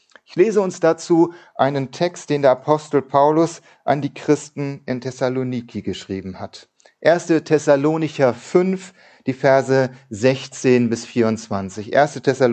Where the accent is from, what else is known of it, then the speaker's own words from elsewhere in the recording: Eutin, Schleswig-Holstein, Germany; dass meine Eltern auf dem anderen Ende von Eutin, wo ich groß geworden bin, gebaut haben.